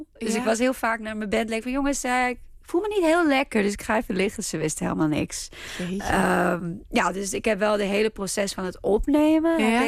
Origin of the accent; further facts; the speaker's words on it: Israel; En waar ik vandaan kom. En toevallig is het Israël en het Hebreeuws.